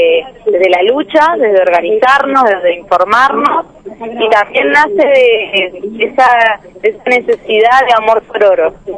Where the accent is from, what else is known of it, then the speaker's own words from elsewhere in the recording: Mendoza, Argentina; Sí, somos de Mendoza. Venimos, hemos sacado un micro desde ahí